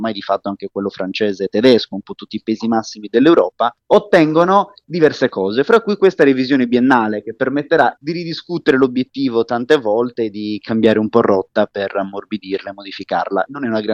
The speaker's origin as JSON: {"language": "Italian", "region": "Sardinia", "country": "Italy", "said": "Io sono sardo, diciamo tutto il meridione e isole d'Italia sono ormai sistematicamente colpite dalla siccità"}